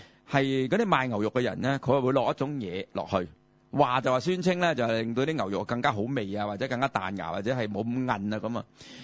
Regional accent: China; 原来除咗我哋中国人有咸鱼咧

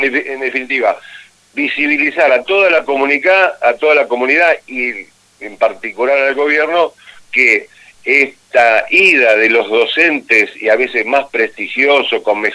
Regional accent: Argentina; somos argentinos, vivimos acá

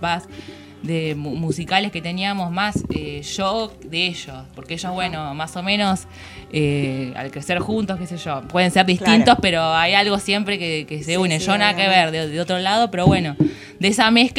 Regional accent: La Plata, Buenos Aires Province, Argentina; Sí, así es, somos acá de La Plata

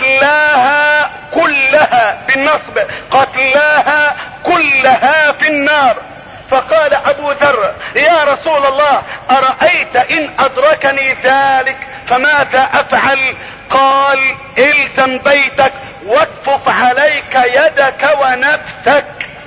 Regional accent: Egypt; بلدتنا مصر

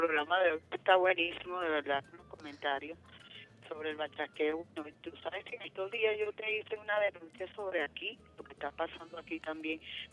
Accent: Venezuela; somos venezolanos

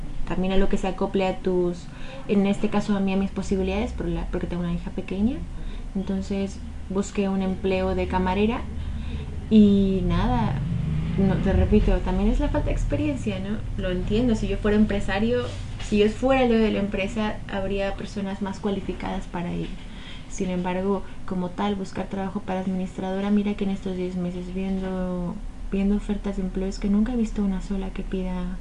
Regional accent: Toluca, State of Mexico, Mexico; moved away as an adult; now in Gijón, Spain; yo soy del centro de México, del Estado de México, que es como mi provincia, y mi municipio se llama Toluca.

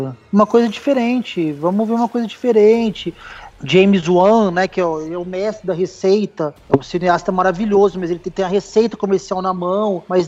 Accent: Ribeirão Preto, São Paulo, Brazil; Eu, na verdade, eu sou de Ribeirão Preto

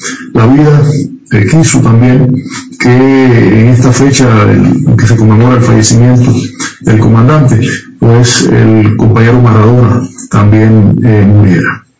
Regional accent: Cuba; Como cubanos revolucionarios, pues sentimos el sano orgullo

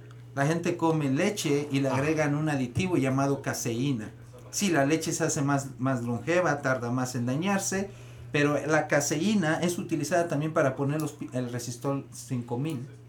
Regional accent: Michoacán, Mexico; also born or lived in Guadalajara; Yo soy de Sabue, Michoacán, pero estudié en Guadalajara. Yo vivía en el Coli.

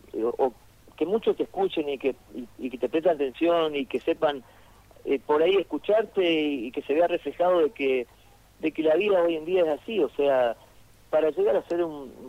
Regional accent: Argentina; also born or lived in Buenos Aires; Yo nací en Capital Federal, y después me fui a radicar allá, pero, o sea, me siento, o sea, espeñense, porque yo nací solamente en Capital porque mi viejo boxeaba allá

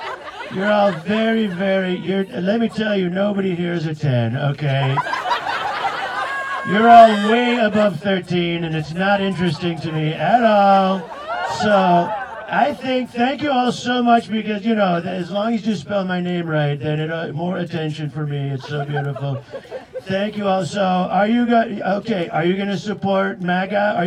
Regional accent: United States; now in Netherlands; Yeah. Some of you might know me because I come from America first, but I moved to the Netherlands second.

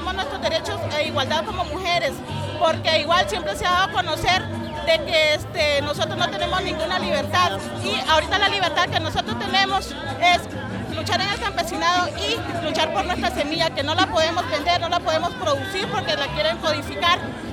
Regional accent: Upala, Alajuela, Costa Rica; vengo de Upala y ando con la Red de Mujeres de Costa Rica.

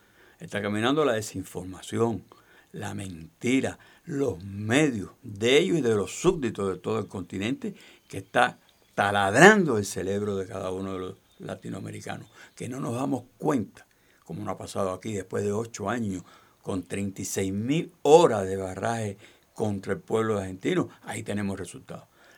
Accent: Cuba; No dicho por nosotros, que somos los cubanos

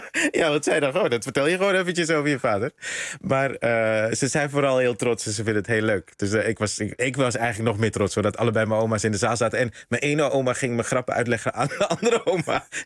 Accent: Netherlands; Ik ben eigenlijk hier opgegroeid in Nederland zonder dat ik die oma's vaak zag.

